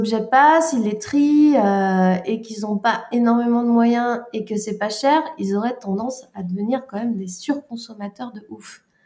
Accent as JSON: {"language": "French", "region": "Brittany", "country": "France", "said": "Déjà, ça se passe en Bretagne et je suis bretonne"}